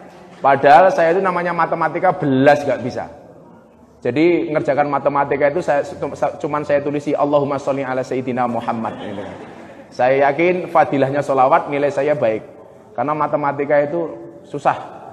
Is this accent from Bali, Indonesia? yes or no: no; Jaya Sakti, Lampung, Indonesia; also born or lived in Adirejo; karena saya lebih lama dan lebih awal tinggal di Yogyakarta. Saya terlahir di sebuah desa Adirejo yang sekarang berganti nama Adiluhur, Kecamatan Jabung Timur. Tapi saya besar di Pondok Pesantren Bustanul Ulum, Desa Jaya Sakti.